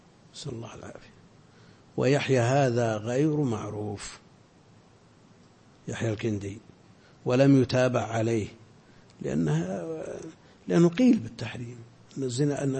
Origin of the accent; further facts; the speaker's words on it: Al-Qassim, Saudi Arabia; لا عندنا في القصيم كثير تزوج اثنتين